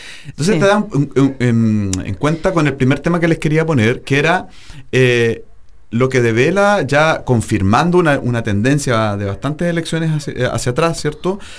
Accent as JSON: {"language": "Spanish", "town": "Talcahuano", "region": "Biobío", "country": "Chile", "tie": "born or raised there", "lives_now": "Valdivia, Chile", "said": "Estoy inscrito en Talcahuano."}